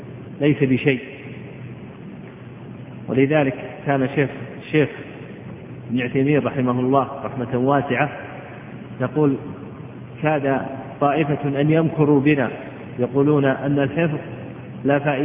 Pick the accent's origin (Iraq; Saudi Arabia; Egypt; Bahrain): Saudi Arabia; Al-Qassim; قد عرف عندنا في القصيم السعودية